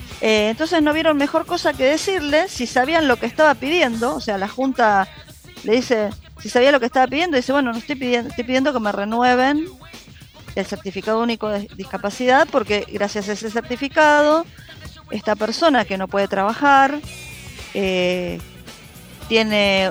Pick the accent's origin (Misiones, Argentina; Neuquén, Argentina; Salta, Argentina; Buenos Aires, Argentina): Buenos Aires, Argentina; nosotros somos de Matadero.